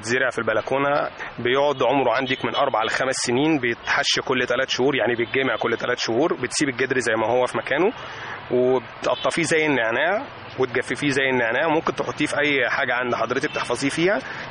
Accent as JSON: {"language": "Arabic", "country": "Egypt", "said": "مفيش بيت عندنا في مصر مفيهوش حد مريض سكر"}